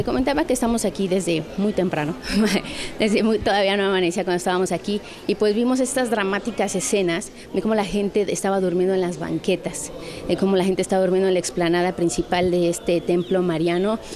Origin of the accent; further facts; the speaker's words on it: Mexico; seguimos siendo los mismos mexicanos, la misma cantidad de personas